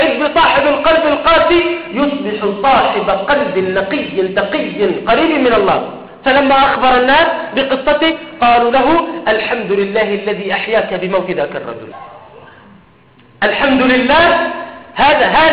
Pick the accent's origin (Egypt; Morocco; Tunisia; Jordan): Jordan; وأن تحفظ بلادنا الأردن